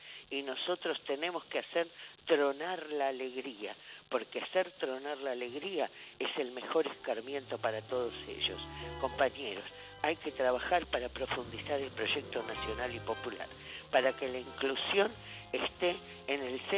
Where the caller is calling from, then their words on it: Buenos Aires, Argentina; de Villa Crespo.